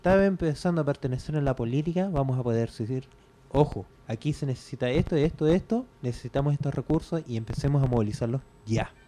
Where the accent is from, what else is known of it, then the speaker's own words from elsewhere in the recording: Chile; porque de mi forma como chileno, te digo, estás despedido